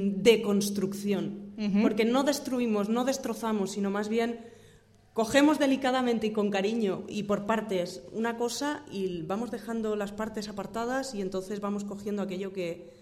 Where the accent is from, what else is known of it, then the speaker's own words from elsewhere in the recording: Valencia, Valencian Community, Spain; now in Granada, Spain; Yo me vine aquí por casualidades, yo soy de Valencia, y me vine aquí por casualidades de la vida, me quedé aquí